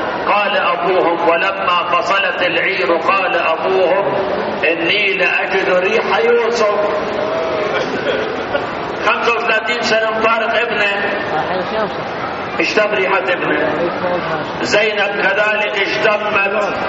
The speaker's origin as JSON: {"language": "Arabic", "country": "Iraq", "moved": "yes", "said": "إحنا سنين حقيقة هربنا أيام صدام من العراق، 32 سنة كنت هارب أنا من العراق."}